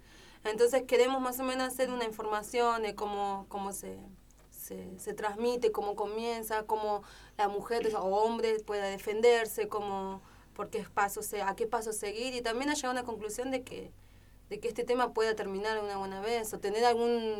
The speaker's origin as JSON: {"language": "Spanish", "town": "Floresta", "region": "Buenos Aires", "country": "Argentina", "said": "No, yo soy de Floresta."}